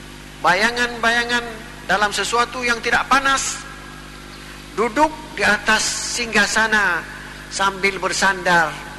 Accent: Aceh, Indonesia; Tapi kalau kita orang Aceh kadang-kadang bukan itu tahapan yang diucapkan.

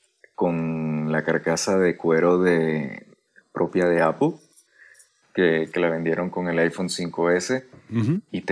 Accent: Venezuela; now in Spain; Siempre me han dicho que soy mexicano. En realidad, mi origen es venezolano. Ajá. Aunque me nacionalicé español en el año 2001

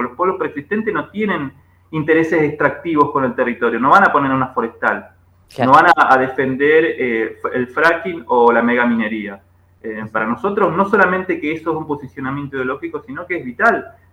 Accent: Junín de los Andes, Neuquén, Argentina; yo me crié en Junín de los Andes, en el sur de Neuquén, cerca de San Martín de los Andes, y toda la vida miré con ojo de impresión el bosque de pino

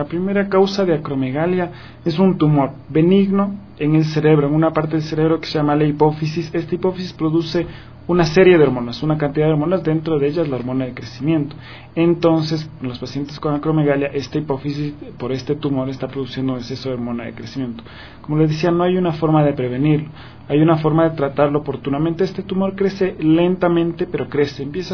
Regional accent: Ecuador; moved away as an adult; also born or lived in Uruguay; Sí, yo soy ecuatoriano, nací en Ecuador, me formé y me gradué como médico general en Ecuador

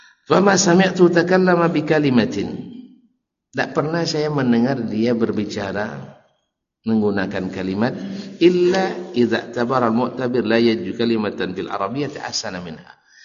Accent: Riau, Indonesia; Kalau saya orang Ocu misalnya

